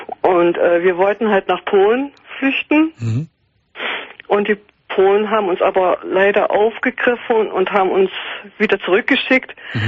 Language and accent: German; Hoyerswerda, Saxony, Germany; Also, ich komme aus Sachsen, aus der wunderschönen Stadt Hoyerswerda, in der Lausitz.